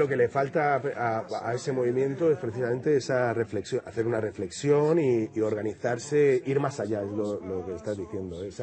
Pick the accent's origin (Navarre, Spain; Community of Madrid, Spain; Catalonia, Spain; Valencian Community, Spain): Community of Madrid, Spain; Madrid; Y mira que yo soy madrileño, Madrid me fascina, Madrid aparece mucho en mis canciones